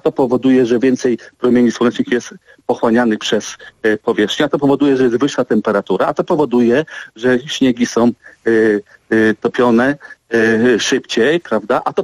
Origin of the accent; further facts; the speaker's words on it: Dziwnów, West Pomeranian Voivodeship, Poland; Ja pochodzę z miejscowości Dziwów nad Morzem.